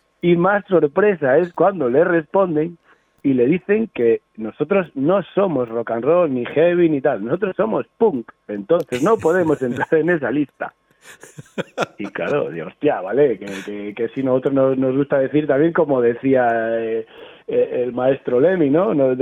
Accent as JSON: {"language": "Spanish", "town": "Ponferrada", "region": "Castile and León", "country": "Spain", "said": "Nosotros somos de Ponferrada, sí, de la provincia de León, pero estamos como a una hora de la provincia de Lugo"}